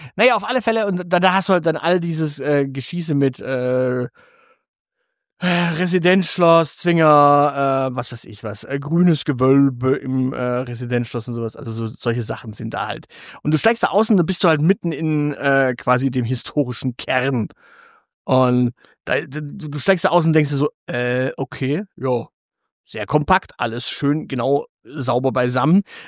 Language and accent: German; Stuttgart, Baden-Württemberg, Germany; Darum sagte ich, naja, ich bin direkt aus Stuttgart